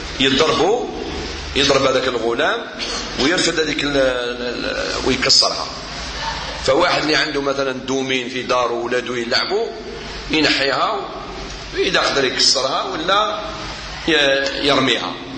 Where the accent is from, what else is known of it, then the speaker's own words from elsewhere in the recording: Morocco; ولا أكثر 16 ساعة احنا عندنا في المغرب